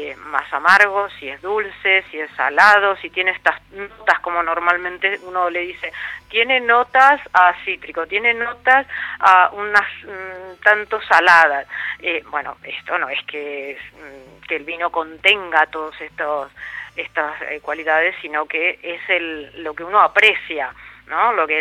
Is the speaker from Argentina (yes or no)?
yes; Argentina; now in Spain; como compatriota, como argentina, estar hablando de vinos en España